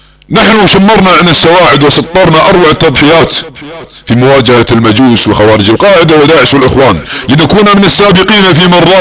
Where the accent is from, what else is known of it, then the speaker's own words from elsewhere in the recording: Saudi Arabia; احتلال بلادنا السعودية سياسيا فكريا مجرد امنيات ستذروها الرياح